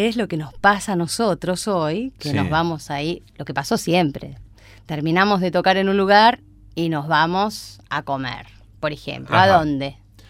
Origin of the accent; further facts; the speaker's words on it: Villa Insuperable, Buenos Aires Province, Argentina; Que yo soy de Villa Insuperable, ahí, pegadito a Matadero, yo no venía al centro.